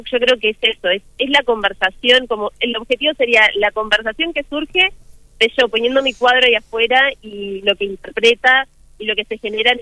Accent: Maldonado, Uruguay; Bueno, yo soy acá de Maldonado

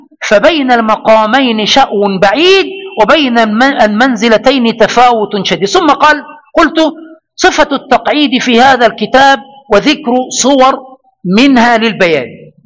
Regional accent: Egypt; هذه القاعدة يستدل بها عندنا في مصر.

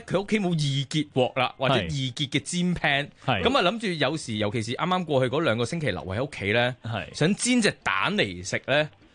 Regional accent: China; 同我哋中国人嘅主食器皿咧

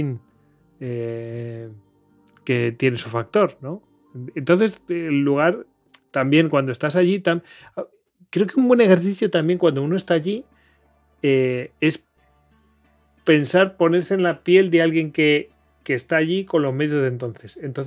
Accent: Spain; somos humanos y somos españoles que criticamos todo

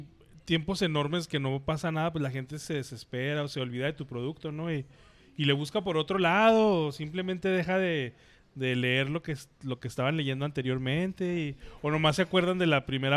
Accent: Chihuahua, Mexico; Está chida, porque soy de Chihuahua.

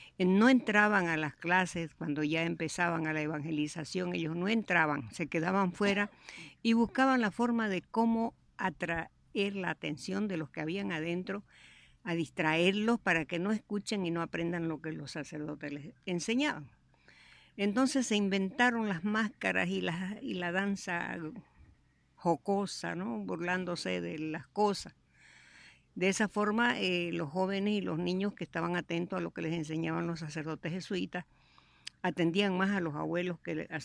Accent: Santiago de Chiquitos, Santa Cruz, Bolivia; born there; nací en Santiago de Chiquitos, un pueblo fundado por los padres jesuitas en el año 1754.

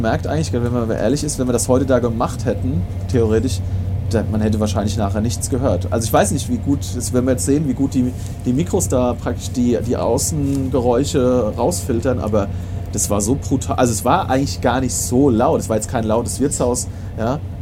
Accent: Limburg, Hesse, Germany; da war der Laden, wo ich in meiner Heimatstadt Limburg gearbeitet habe

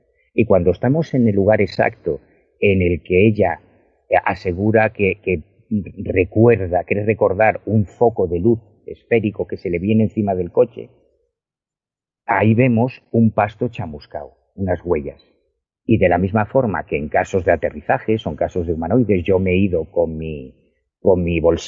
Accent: Galicia, Spain; yo soy gallego, o sea, yo vivo en La Coruña, no vivo en Madrid

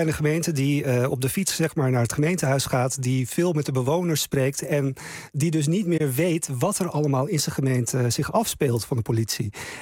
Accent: Buitenpost, Friesland, Netherlands; moved away; Ik kom uit Friesland, buiten Post. Noordoost-Friesland.

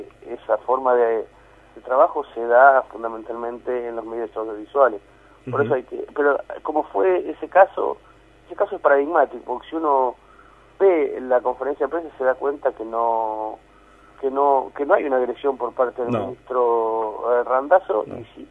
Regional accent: Argentina; La verdad es que somos argentinos como todo el mundo

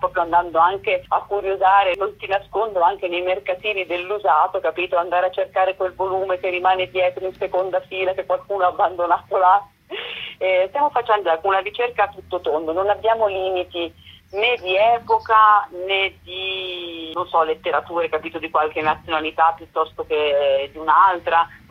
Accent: Emilia-Romagna, Italy; io sono emiliana

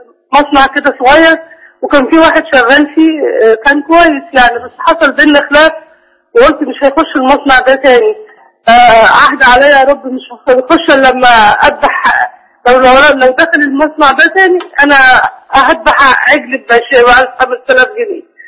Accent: Cairo, Cairo Governorate, Egypt; من القاهرة.

